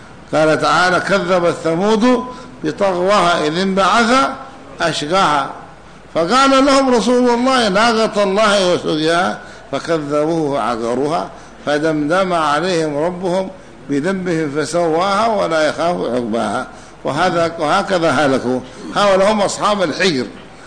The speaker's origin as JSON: {"language": "Arabic", "region": "Hadhramaut", "country": "Yemen", "said": "ولهذا جرت العادة عندنا في حضرموت وفي اليمن أنهم يقرؤون الفاتحة لكل شيء"}